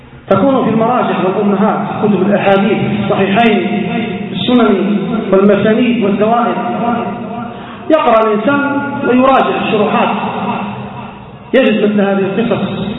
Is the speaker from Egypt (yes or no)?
no; Libya; لجماعة الإسلامية المقاتلة عندنا في ليبيا